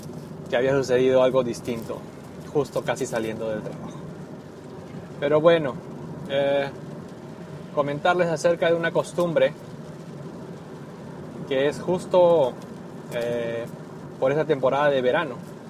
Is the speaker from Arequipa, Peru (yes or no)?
no; Lima, Peru; Que en mi país, y no en mi país, sino en Lima, generalmente, es un clima templado y no tan extremo.